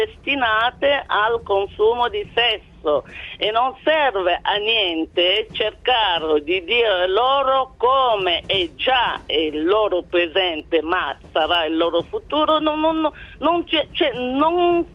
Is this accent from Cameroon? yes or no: yes; Cameroon; born there; Italian is a second language; Io sono nata nel Camerun, un bellissimo paese nel centro dell'Africa, 56 anni fa.